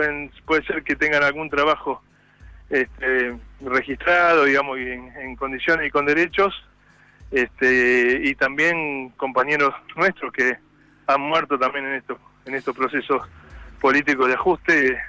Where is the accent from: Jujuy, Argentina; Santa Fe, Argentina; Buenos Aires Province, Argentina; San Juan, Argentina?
Buenos Aires Province, Argentina; Moreno; Yo soy de Moreno.